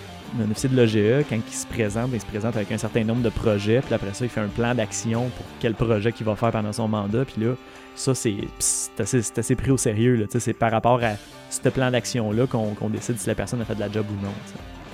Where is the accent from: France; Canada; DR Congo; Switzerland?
Canada; Quebec; je suis pas en train de dire qu'en tant que Québécois natif, on n'a pas à s'occuper de ça